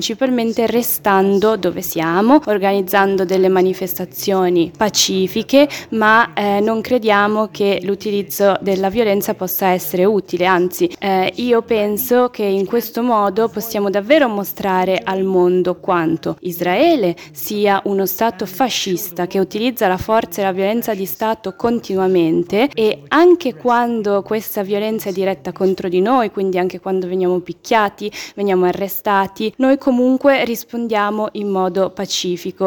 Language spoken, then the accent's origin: Italian; Umm El Khair, West Bank, Palestine; vengo da Massafriata in un villaggio che è Umm El Khair